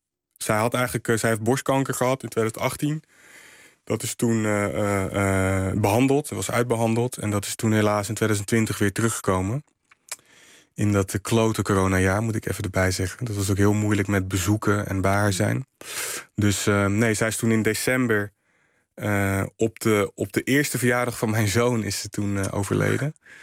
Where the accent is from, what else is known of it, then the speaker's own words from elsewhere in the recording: Rotterdam, South Holland, Netherlands; Krooswijk is een hele diverse wijk. En dus ik groeide ook op met allerlei culturen. Als in, ik ben Congolees-Nederlands en ik heb echt wel van beide kanten veel meegekregen. Maar ik groeide ook op in een buurt met een hele grote Marokkaanse gemeenschap en een Surinaamse gemeenschap.